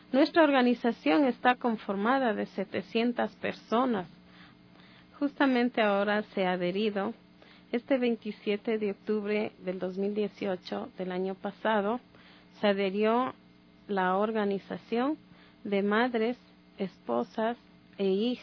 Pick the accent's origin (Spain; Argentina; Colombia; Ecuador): Ecuador; sé cuáles son mis derechos como ecuatoriana